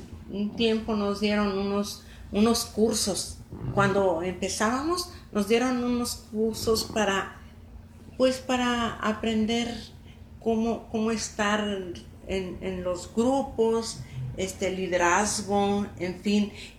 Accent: Contrahierba, San Luis Potosí, Mexico; mi mamá era de la capital, de San Luis. Yo nací en San Luis, pero yo creo que 4 o 5 días me llevaron a Contrahierba, y allí viví hasta que me casé.

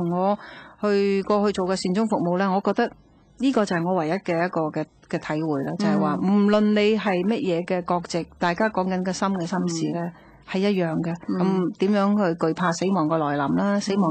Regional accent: Guangdong, China; 佢我哋广东人有一句说话啦

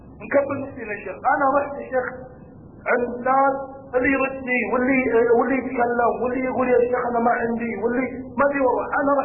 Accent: Saudi Arabia; أنا شاب سعودي

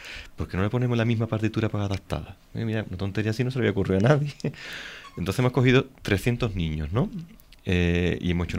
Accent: Sanlúcar la Mayor, Andalusia, Spain; Yo me tengo que volver a mi tierra, Sanlúcar la Mayor, yo soy sanluqueño

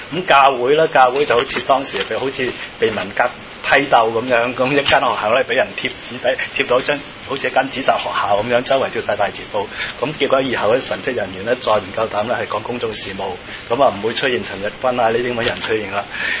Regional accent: Macau; 係我哋澳門人咧就喺60年代咧

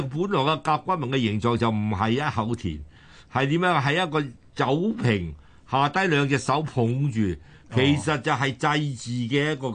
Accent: Hong Kong; 而家我哋香港人就。好簡單，有樓嘅就有福。

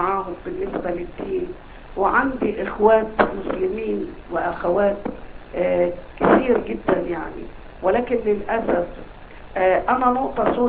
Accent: Saudi Arabia; لا الاصل انا سعودية صراحة

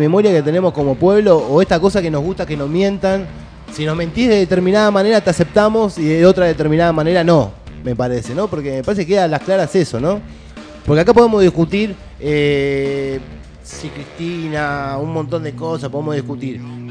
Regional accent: Moreno, Buenos Aires Province, Argentina; Porque nosotros somos de Moreno

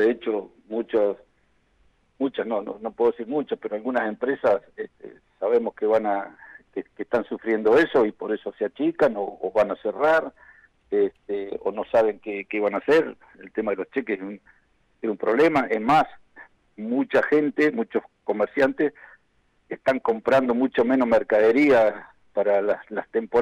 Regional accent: Argentina; nosotros también somos argentinos, vivimos acá

